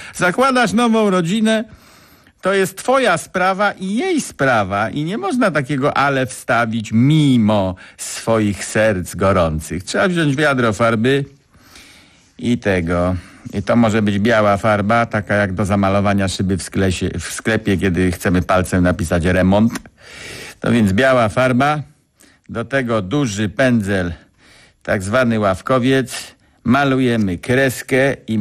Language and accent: Polish; Częstochowa, Silesian Voivodeship, Poland; now in Poznań, Poland; Ja przeniosłem się z Częstochowy do Poznania i zastanawiam się, w jaki sposób zdaniem pańskim wyrażać powinno się radość po poznańsku.